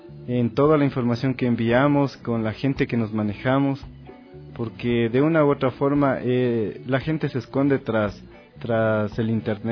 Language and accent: Spanish; Ecuador; en nuestra memoria histórica como ecuatorianos, ecuatorianas